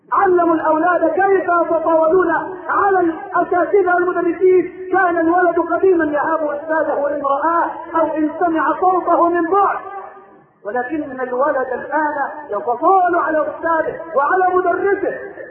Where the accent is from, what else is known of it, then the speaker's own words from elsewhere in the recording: Egypt; اللهم اجعل بلدنا مصر واحدا للامن والامان